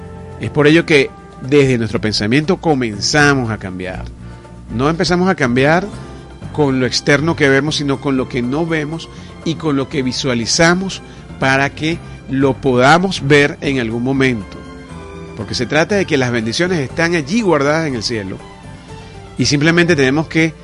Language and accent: Spanish; Venezuela; como pueblo, como nación, como país, como hermanos venezolanos.